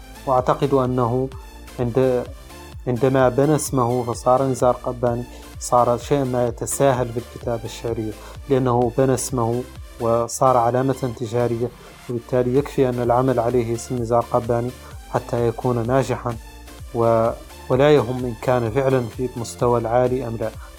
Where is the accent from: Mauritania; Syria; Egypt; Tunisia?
Mauritania